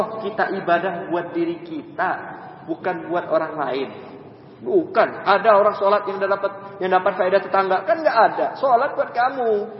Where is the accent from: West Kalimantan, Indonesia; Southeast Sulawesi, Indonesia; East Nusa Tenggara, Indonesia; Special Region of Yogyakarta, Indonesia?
West Kalimantan, Indonesia; Pontianak; Saya dari Pontianak datang ke sini